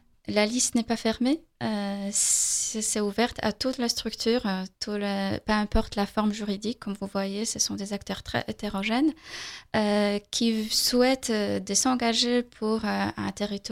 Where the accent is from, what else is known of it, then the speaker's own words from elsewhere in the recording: Poland; French is a second language; J'ai un petit accent, je suis polonaise.